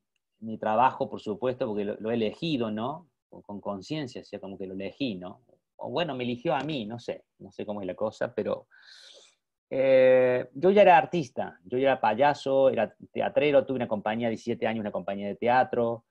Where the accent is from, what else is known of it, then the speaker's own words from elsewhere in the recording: Córdoba, Argentina; now in Madrid, Spain; yo ya vivía en Madrid porque yo emigré, bueno, no dije soy argentino, cordobés, pero emigré a Madrid, vivo desde el año 85, yo estoy viviendo en Madrid